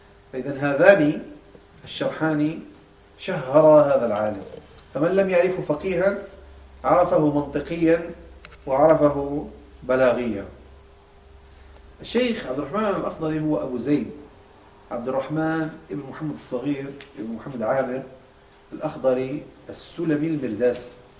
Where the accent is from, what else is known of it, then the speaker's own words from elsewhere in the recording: Morocco; عندنا في المغرب الأقصى